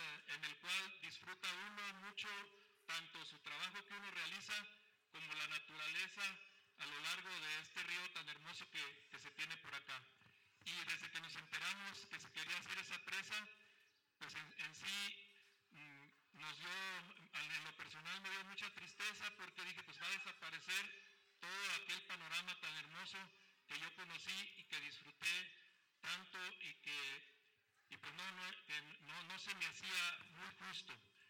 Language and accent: Spanish; Zacatecas, Mexico; venimos de Zacatecas.